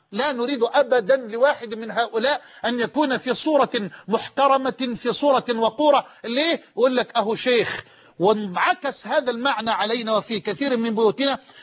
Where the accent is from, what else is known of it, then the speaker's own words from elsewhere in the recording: Damuh, Egypt; في قريتنا المتواضعة الحبيبة قرية دموه. كنت في الكتاب عند الشيخ مصباح رحمه الله قد حفظت القرآن وأنا في 8 من عمري